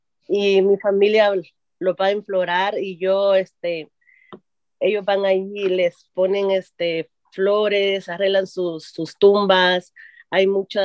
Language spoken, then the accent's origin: Spanish; El Salvador; Y soy del Salvador.